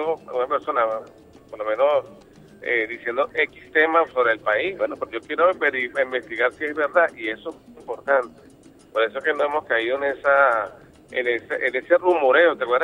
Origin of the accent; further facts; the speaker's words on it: Venezuela; yo con Venezuela, estoy en mi país y me siento orgulloso de vivir en ella.